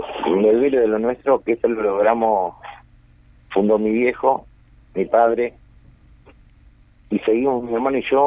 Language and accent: Spanish; Canelones, Uruguay; Mira, yo soy un canario, yo no sé cómo puedo decirte